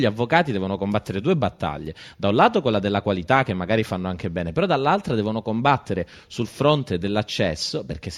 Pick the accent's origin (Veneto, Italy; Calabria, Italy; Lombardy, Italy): Calabria, Italy; Catanzaro; Io vengo da Catanzaro